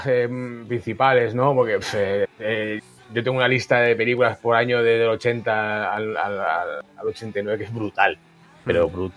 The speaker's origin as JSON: {"language": "Spanish", "town": "Valladolid", "region": "Castile and León", "country": "Spain", "tie": "born there", "said": "más que nada porque como nací en Valladolid"}